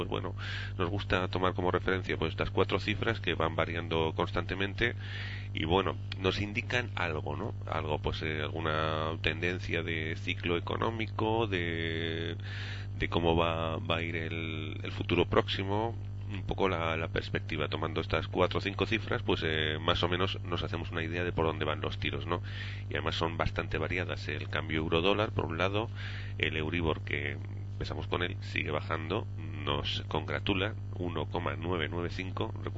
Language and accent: Spanish; Huesca, Aragon, Spain; now in Canary Islands, Spain; Llevo mucho tiempo fuera de Huesca, soy de Huesca, pero bueno, me pilla ya un poco lejos